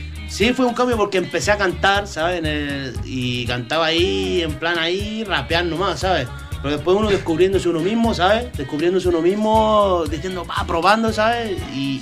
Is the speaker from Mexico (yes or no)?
no; Chile; now in Spain; No sé, en Chile, bueno, yo es que soy chileno, ¿sabes?